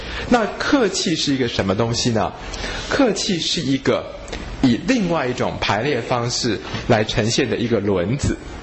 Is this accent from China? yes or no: yes; China; 我们中国人是选第三段气的啊